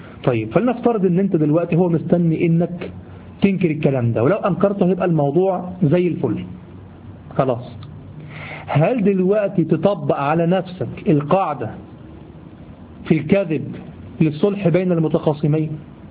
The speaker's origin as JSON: {"language": "Arabic", "country": "Egypt", "said": "دي دايمين لغوة عندنا في لساننا كمصريين"}